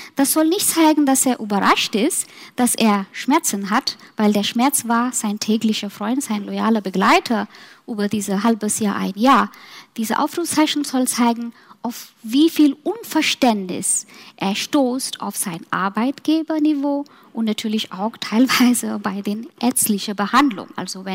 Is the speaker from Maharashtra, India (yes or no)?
yes; Mumbai, Maharashtra, India; nach meiner Heimat gehen, Mumbai